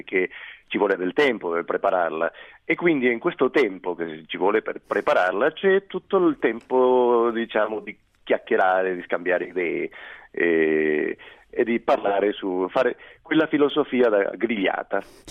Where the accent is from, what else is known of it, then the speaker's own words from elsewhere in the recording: Uruguay; Italian is a second language; Se vogliamo mangiare un piatto del mio paese, lei sa che l'Uruguay, come l'Argentina, sono paesi di migranti